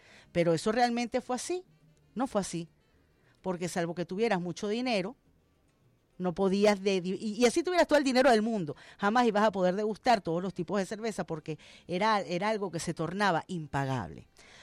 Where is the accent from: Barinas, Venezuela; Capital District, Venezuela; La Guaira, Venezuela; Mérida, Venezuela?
Capital District, Venezuela; Caracas; como caraqueña, como usuaria.